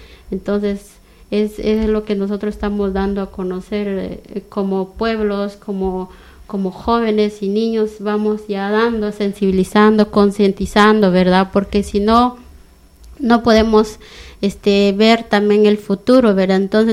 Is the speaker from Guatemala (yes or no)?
yes; Concepción Huista, Huehuetenango, Guatemala; also born or lived in Chiapas, Mexico; yo vivía en un pueblo que se llama Concepción Huistahuetenango. Ese es mi pueblo original, ¿verdad?